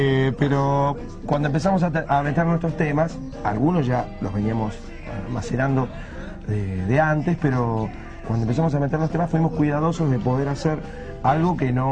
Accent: Argentina; No hay manera de salir del ser que uno tiene como argentino, como rioplatense. Es imposible escaparse a eso.

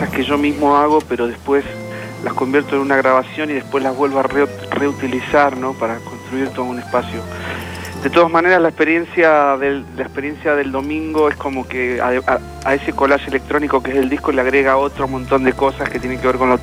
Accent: Mendoza, Argentina; yo me crié en Mendoza. Y bueno, cuando venía acá a Buenos Aires me encantaba el anonimato de la ciudad

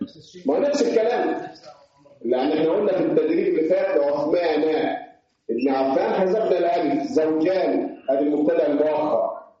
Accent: Upper Egypt, Egypt; احنا عندنا في الصعيد ده وعلى غير الصعيدي اختصرنا كلمه ابن في الباء وحدها

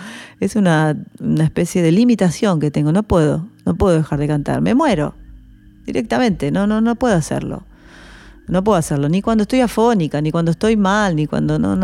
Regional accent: La Plata, Buenos Aires Province, Argentina; born there; Sí, nací en La Plata.

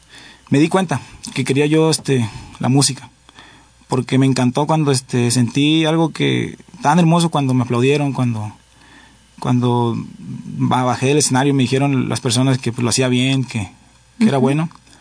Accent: Tijuana, Baja California, Mexico; Yo crecí en Tijuana, Baja California, ahí nací.

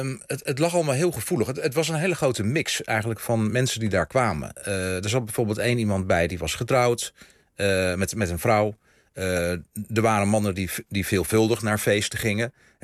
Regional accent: northern Netherlands, Netherlands; Ik ben een Noorderling.

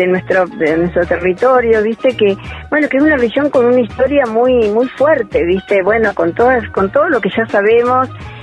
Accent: Buenos Aires, Argentina; also born or lived in Bariloche; now in Capilla del Monte, Argentina; Y yo, si bien soy de provincia de Buenos Aires, viviendo ahora acá, pero viví muchos años en Bariloche, y ahí absorbí y me enamoré del sur, de la Patagonia

